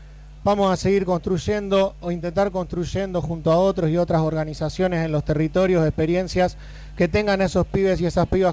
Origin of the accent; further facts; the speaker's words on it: Rosario, Santa Fe, Argentina; soy de Causa, venimos de la ciudad de Rosario.